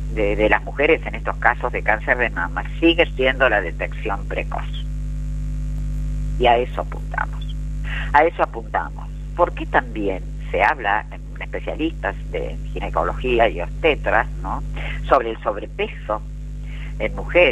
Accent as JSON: {"language": "Spanish", "region": "Buenos Aires", "country": "Argentina", "said": "en mi país, Argentina, en el que, como sabrán, coordino estos grupos de mujeres libres de violencia a partir de la provincia de Buenos Aires, en un distrito de General San Martín"}